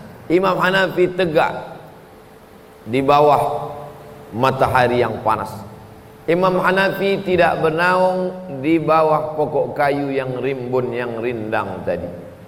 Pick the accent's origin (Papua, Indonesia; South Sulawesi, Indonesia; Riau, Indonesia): Riau, Indonesia; Riau, kampung halaman saya